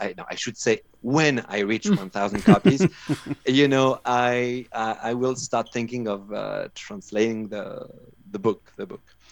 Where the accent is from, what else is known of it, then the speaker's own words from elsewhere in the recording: Brittany, France; now in United States; You know, I'm from Brittany.